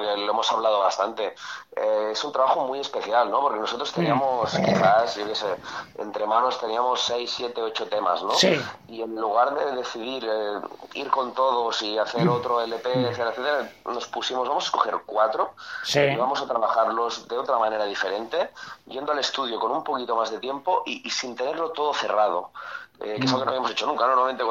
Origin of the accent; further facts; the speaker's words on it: Catalonia, Spain; first language Catalan; Spanish is a second language; siendo catalán, y es mi primera lengua, es mi lengua materna, catalán